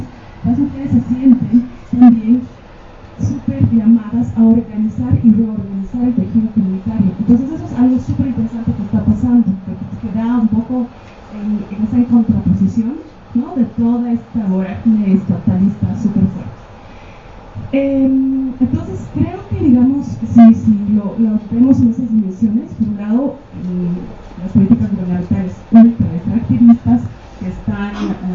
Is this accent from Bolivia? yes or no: yes; Cochabamba, Bolivia; yo soy de Cochabamba, de una ciudad, ¿no? La ciudad de la Guerra del Agua.